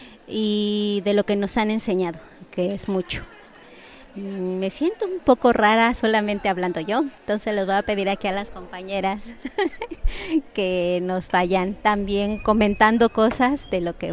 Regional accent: Ecatepec de Morelos, State of Mexico, Mexico; now in Nezahualcóyotl, Mexico; yo viví la mayor parte de mi niñez en Ecatepec de Morelos, que también es un municipio muy difícil y muy con muchas problemáticas.

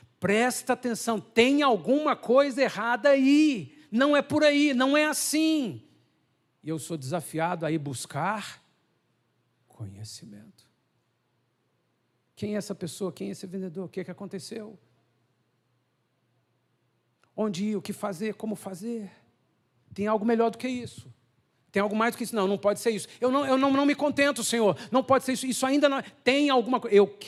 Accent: Brazil; Nós, como brasileiros, faz força, se vira

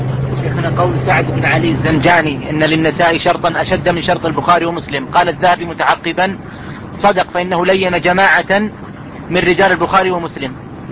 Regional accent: Riyadh, Riyadh Province, Saudi Arabia; عندنا في الرياض ظهرت ما يسمى بالتفريق بين منهج المتقدمين ومنهج المتأخرين،

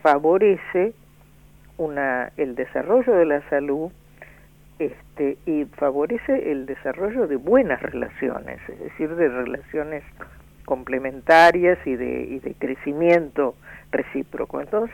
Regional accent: Argentina; Cuando decimos los argentinos no somos los porteños solamente

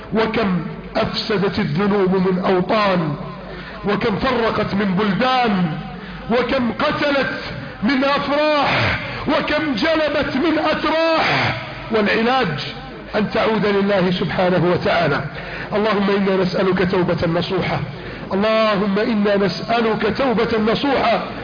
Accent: Egypt; اللهم اجعل بلدنا مصر امنا امانا

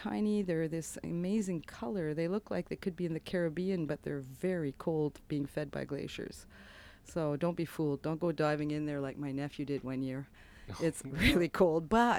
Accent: Montreal, Quebec, Canada; now in Canmore, Canada; I'm originally from Montreal, but have been living in Canmore for the past 25 years.

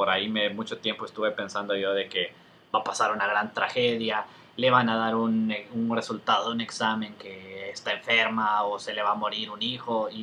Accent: Honduras; now in Mexico; La verdad es que yo, ahora que vivo aquí en México, es que me doy cuenta un poco de estas películas como distintas, mexicanas, buenas. Okay. Porque allá en Honduras

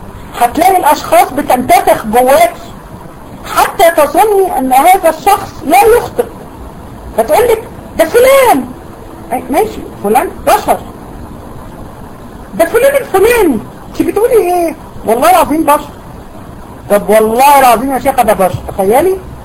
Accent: Egypt; ده اسم على فكرة منتشر جدا في عندنا في دمياط وبورسعيد

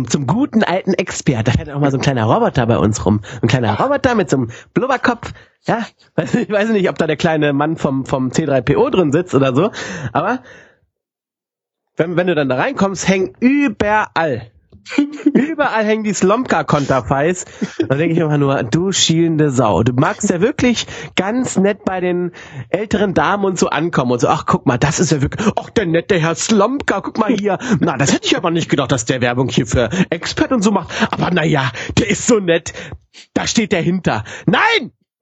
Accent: Hanover, Lower Saxony, Germany; born there; ich als geborener Hannoveraner muss sagen

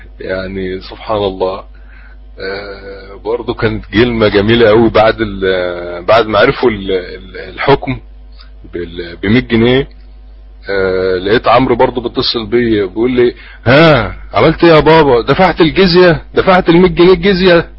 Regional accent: Mansoura, Dakahlia, Egypt; عندنا في المنصورة

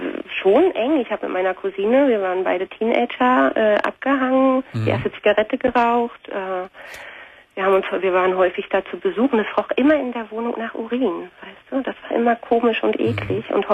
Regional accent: East Germany, Germany; ich komme aus der Ex-DDR. Mhm. Und dann sind meine Eltern nach Nordrhein-Westfalen gezogen.

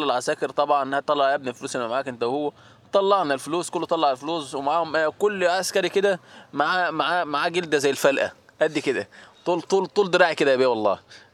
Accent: Tatun, Faiyum Governorate, Egypt; انا من بلد حضرتك تطون تبع مركز اتصا

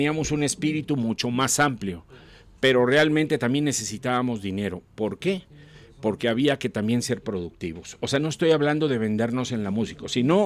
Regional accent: Coatzacoalcos, Veracruz, Mexico; yo de niño en Coatzacoalcos, a una de las bandas que escuchaba

